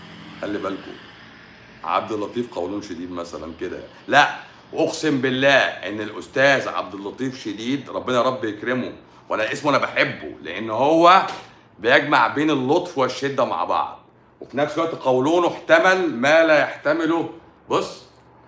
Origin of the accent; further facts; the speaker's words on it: Egypt; احنا بقى عايزين نعمل واحده احنا عندنا في مصر